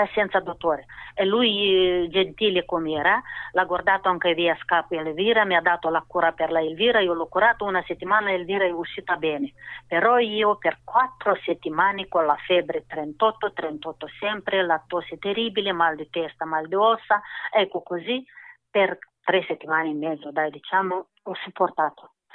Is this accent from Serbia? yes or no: no; Moldova; Italian is a second language; now in Brescia, Italy; Sì, sono moldava.